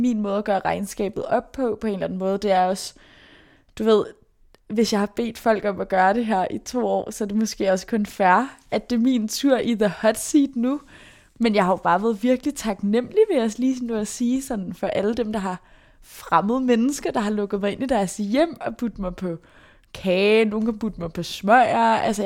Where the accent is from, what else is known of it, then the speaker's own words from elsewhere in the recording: Brøndby, Capital Region of Denmark, Denmark; Jeg er vokset op i Brøndby. Jeg blev født i år 2000.